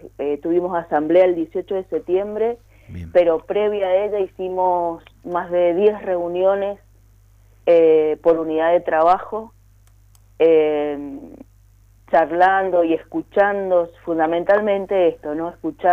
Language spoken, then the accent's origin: Spanish; Mendoza, Argentina; tenemos que salir como pueblo mendocino en su conjunto a rechazarla